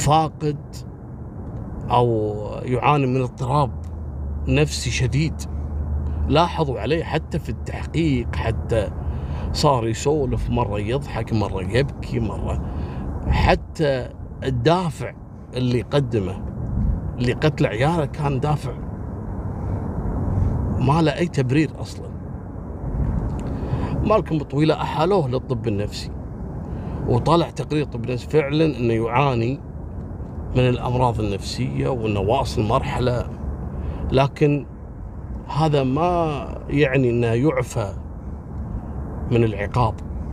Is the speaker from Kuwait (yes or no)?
yes; Kuwait; حصلت عندنا في الكويت.